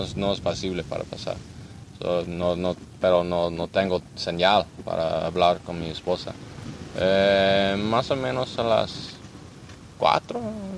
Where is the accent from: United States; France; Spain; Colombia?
United States; Spanish is a second language; now in Jalisco, Mexico; Yo soy un ciudadano de Estados Unidos. Yo vivo aquí para un año y medio, más o menos. Yo vivo en Jalisco con mi esposa y dos niños.